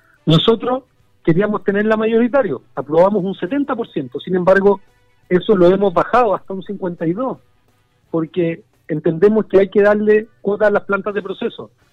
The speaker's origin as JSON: {"language": "Spanish", "country": "Chile", "said": "como chilenas y chilenos tenemos un compromiso y un deber."}